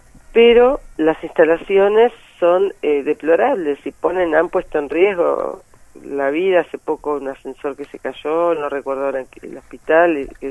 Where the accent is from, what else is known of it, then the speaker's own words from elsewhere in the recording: Buenos Aires Province, Argentina; a mí como bonaerense me pasa que veo cómo están los hospitales